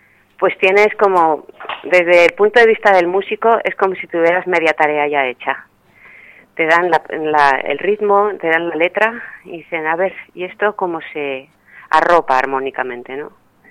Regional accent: Madrid, Community of Madrid, Spain; born there; uno nace en una ciudad grande, yo nací en Madrid, y si no estás vinculada a algún pueblo

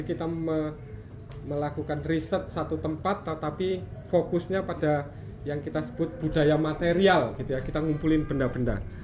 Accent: Yogyakarta, Special Region of Yogyakarta, Indonesia; saya dari Yogyakarta.

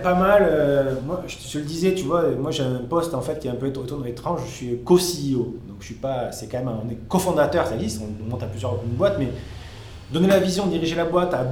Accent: south of France, France; also born or lived in Paris; now in São Paulo, Brazil; Je viens du sud de la France, donc c'est quand même plus proche que ce qui se passe au Brésil, mais j'ai toujours travaillé à Paris

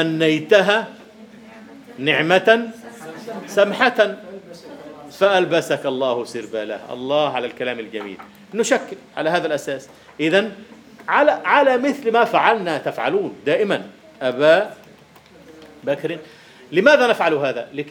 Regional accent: Egypt; أي والله عندنا في مصر في الريف في الريف يكتبون عبد الله هكذا

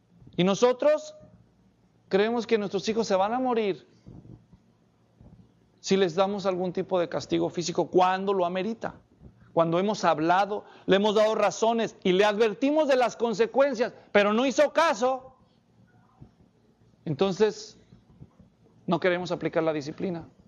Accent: Mexico; Así que para nosotros que somos mexicanos, los fajazos no están muy lejos del modelo bíblico.

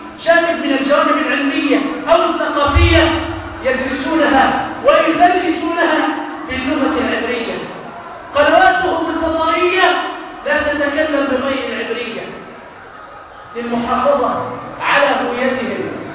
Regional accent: Egypt; ما الذي يحدد هوية بلدنا مصر؟

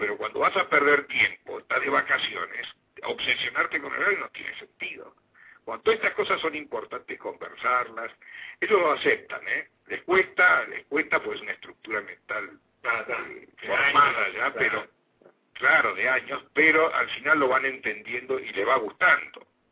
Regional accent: Argentina; porque somos argentinos y somos medios despatarrados, y somos medios cambiantes.

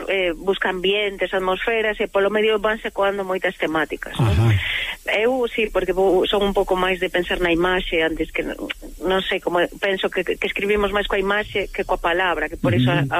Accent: Vigo, Galicia, Spain; que son de Vigo, en 20 minutos estou en Valencia

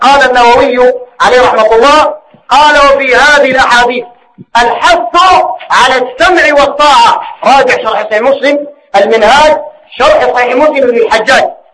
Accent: Sudan; زي ما هو الحاصل الواقع عندنا في السودان.

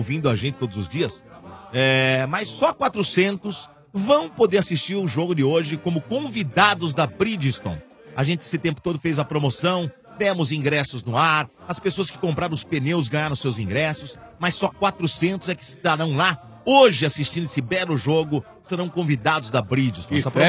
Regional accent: Brazil; born there; Tudo bem, mas eu nasci no Brasil.

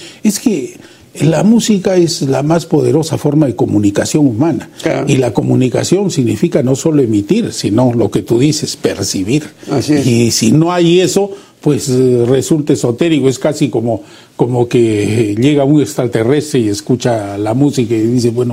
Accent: Arequipa, Peru; la contribución de los músicos de mi tierra para los géneros populares del Perú

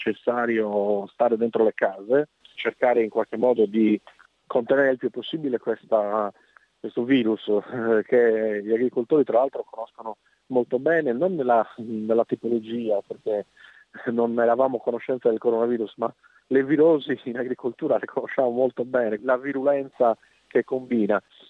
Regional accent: Cagliari, Sardinia, Italy; Io sono da Cagliari.

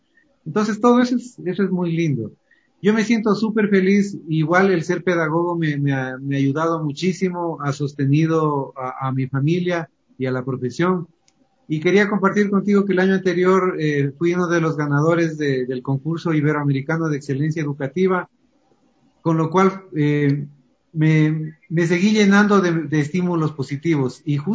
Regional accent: Ecuador; siempre tratando de con orgullo decir, soy ecuatoriano y qué lindo este pasillo

